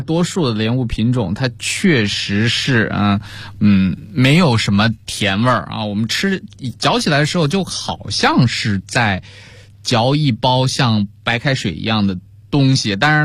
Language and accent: Chinese; China; 那我们东方人，特别是我们中国人，对于水果的评价啊，第一要素就是这东西甜不甜啊。